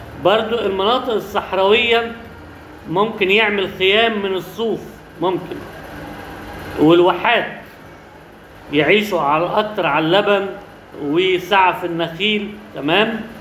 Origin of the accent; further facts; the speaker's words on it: Alexandria, Alexandria Governorate, Egypt; ودي عندنا في اسكندريه في حته اسمها عزبه الصيادين